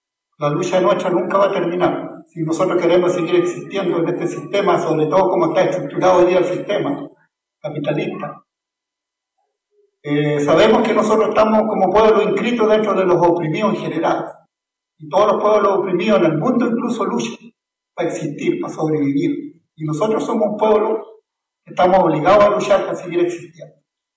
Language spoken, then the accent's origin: Spanish; Arauco, Biobío, Chile; nosotros aquí andamos con algunos Emilamuen, venimos del territorio de Yungyeo, más conocido por la zona de Arauco.